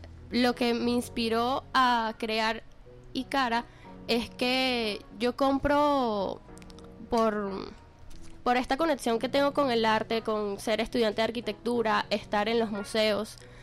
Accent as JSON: {"language": "Spanish", "country": "Venezuela", "said": "conecta a las personas con nuestras raíces ancestrales como venezolanos"}